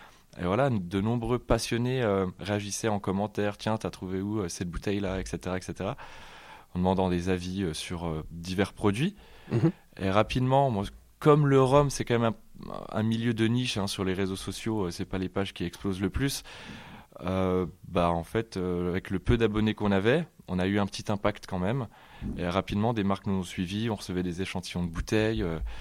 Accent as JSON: {"language": "French", "region": "Grand Est", "country": "France", "said": "donc j'ai 23 ans et je suis originaire des Vosges et je viens d'ouvrir un commerce sur Remiremont"}